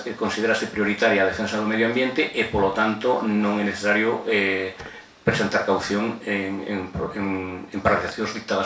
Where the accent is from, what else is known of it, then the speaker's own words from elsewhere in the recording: Ordes, Galicia, Spain; eu son de Ordes, unha zona gandeira por excelencia